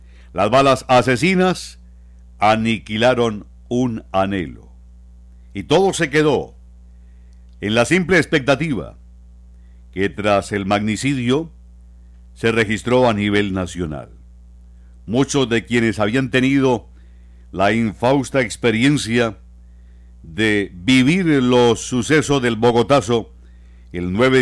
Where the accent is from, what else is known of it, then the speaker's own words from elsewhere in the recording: Bucaramanga, Santander, Colombia; Desgraciadamente así somos los santandereanos, así somos los bumangueses.